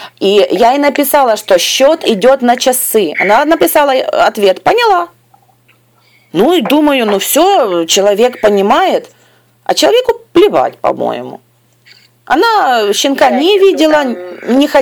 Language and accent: Russian; Ukraine; я ей написала, что здравствуйте, я из Украины.